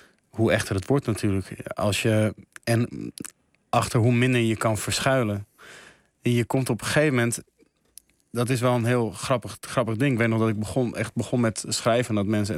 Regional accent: Amsterdam, North Holland, Netherlands; Ja, ik ben een beetje opgegroeid in het Schuim in Amsterdam.

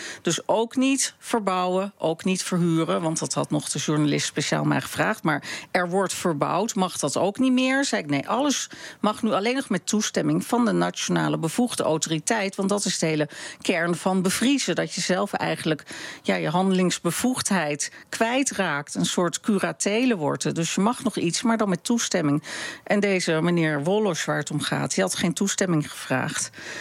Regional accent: Amsterdam, North Holland, Netherlands; ik ben in Amsterdam opgegroeid

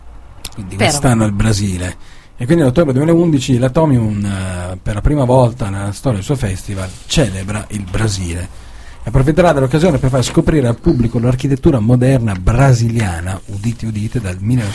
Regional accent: Venice, Veneto, Italy; accent: Venetian; È vero che il mio dialetto è veneziano di base, però ha delle influenze così che vengono anche dal trevisano, più dal trevisano che dal padovano.

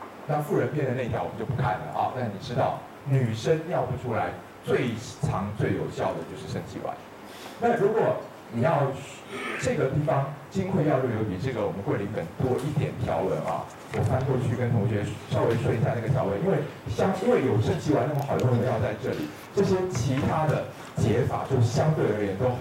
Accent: Taiwan; 耷拉是你们大陆人讲法，我们台湾人说耷而已。

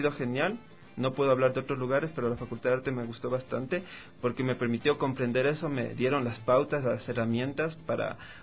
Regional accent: Quito, Pichincha, Ecuador; born there; Nací en Ecuador.

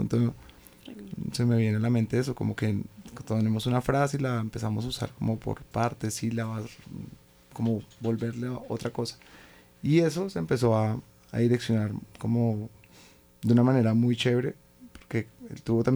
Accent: Fusagasugá, Cundinamarca, Colombia; now in Bogotá, Colombia; ya cuando como aterricé acá en Bogotá, porque no somos de acá, somos de Fusagasugá

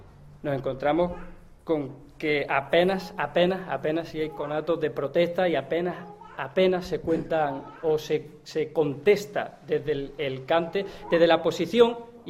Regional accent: Montefrío, Andalusia, Spain; tengo esta peña en mi pueblo, en Montefrío otra

